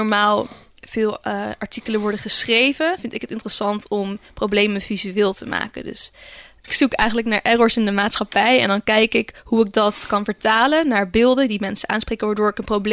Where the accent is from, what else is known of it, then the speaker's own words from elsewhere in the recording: Zeeland, Netherlands; Ik kom oorspronkelijk uit Zeeland